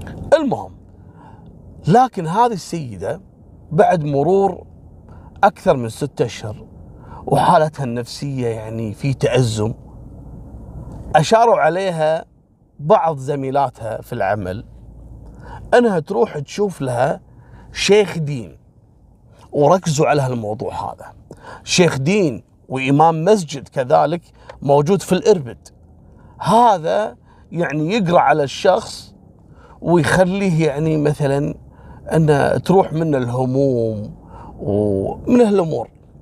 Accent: Kuwait; يعني في قصة عندنا في الكويت كذلك حصلت في موضوع السحر

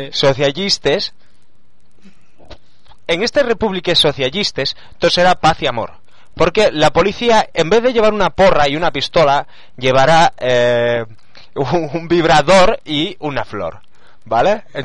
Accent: Cantabria, Spain; Yo, que soy cántabro de pueblo, puedo aseguraros que somos todos endógamos

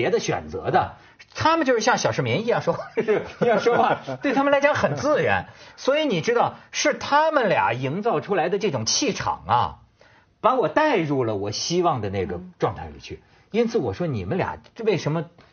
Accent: China; 我作为一个大陆人内地人

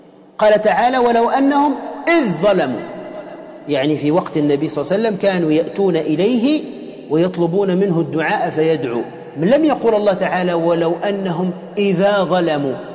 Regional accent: Tunisia; ممن هو مشهور عندنا في تونس

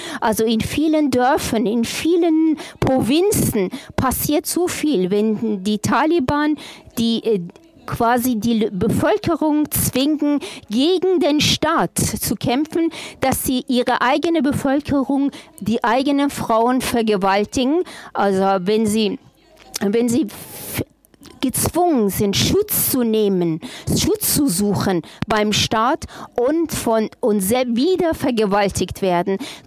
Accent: Afghanistan; now in Magdeburg, Germany; Ich bin eine afghanische Frau. Ich komme aus Magdeburg.

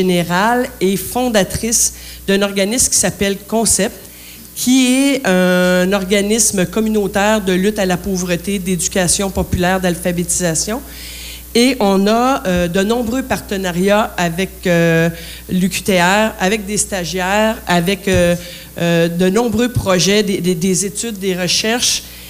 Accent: Trois-Rivières, Quebec, Canada; Je suis native de Trois-Rivières, du quartier Sainte-Marguerite. J'ai fait une partie de mes études ici à l'UQTR.

